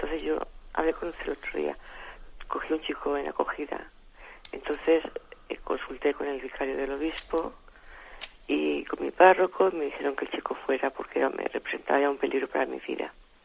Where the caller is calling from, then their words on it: Alicante, Valencian Community, Spain; de Alicante.